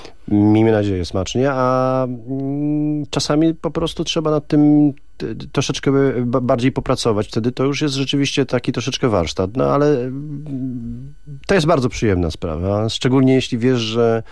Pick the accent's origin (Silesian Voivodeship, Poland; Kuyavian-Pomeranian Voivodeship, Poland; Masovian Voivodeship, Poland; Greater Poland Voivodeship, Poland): Greater Poland Voivodeship, Poland; Ślesin; miasta, z którego się wywodzę, czyli ze Ślesina. To małe miasteczko, ale bardzo piękne i cudowne.